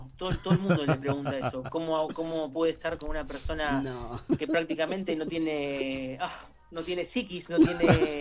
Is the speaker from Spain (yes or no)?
no; Buenos Aires, Argentina; yo soy de Caballito, limítrofe con Flores